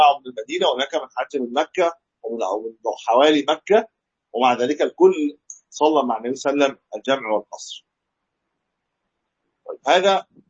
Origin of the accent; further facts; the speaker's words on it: Egypt; يعني احنا من مصر بنروح